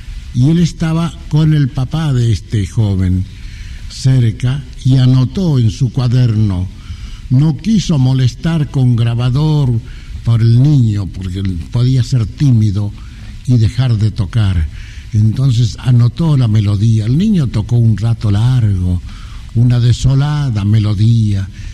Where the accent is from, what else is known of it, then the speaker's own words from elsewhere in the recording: Argentina; Tuvimos en mi tierra, en Argentina, un gran músico